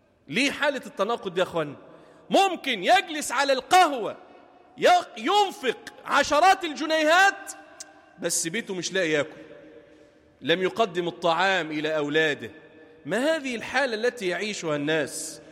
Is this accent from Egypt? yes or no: yes; Damietta, Damietta Governorate, Egypt; اجعل بلدنا دمياط واحة للأمن والأمان